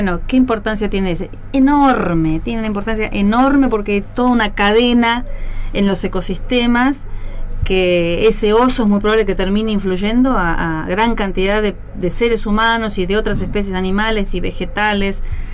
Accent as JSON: {"language": "Spanish", "country": "Argentina", "said": "Para nosotros como país sudamericano es muy importante que Brasil esté liderando estas posiciones y sumarnos, como Argentina, sumarse a este liderazgo regional."}